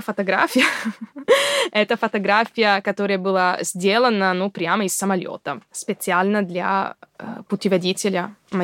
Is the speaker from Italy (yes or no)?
yes; Padua, Veneto, Italy; Russian is a second language; Мой родной город — это Падуя. Это недалеко от Венеции. Относительно маленький город, особенно по российским меркам.